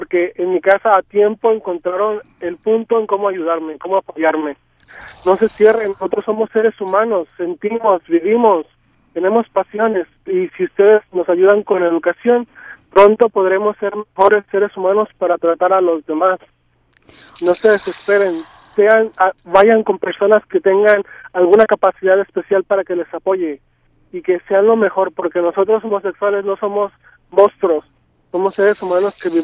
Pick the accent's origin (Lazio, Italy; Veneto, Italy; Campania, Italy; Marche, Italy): Lazio, Italy; Rome; Yo tengo dos posgrados en una universidad de Italia. Yo vengo de Roma. Yo hablo 5 idiomas diferentes.